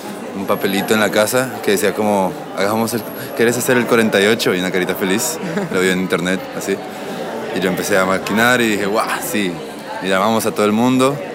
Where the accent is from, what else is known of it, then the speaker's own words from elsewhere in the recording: Colombia; now in Buenos Aires, Argentina; De Colombia.